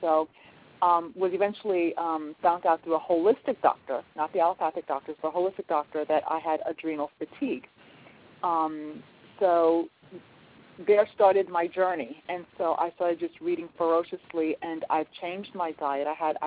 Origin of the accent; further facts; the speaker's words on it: Brooklyn, New York, United States; moved away; I'm actually originally from Brooklyn, New York, was born and raised, and moved to North Carolina about 13 years ago.